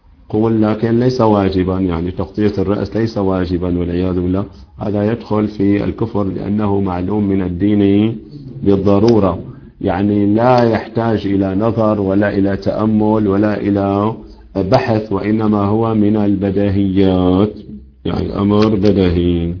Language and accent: Arabic; Syria; عندنا في الشام مثلا المؤذنون يزيدون بعد الأذان